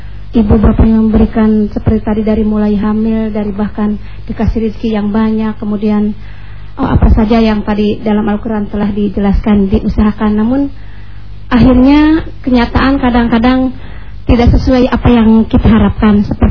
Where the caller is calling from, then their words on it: Cimalaka, West Java, Indonesia; Kami dari Majelis Taklim Al-Hidayah Desa Mandala Herang, Cimalaka, Kabupaten Sumedang.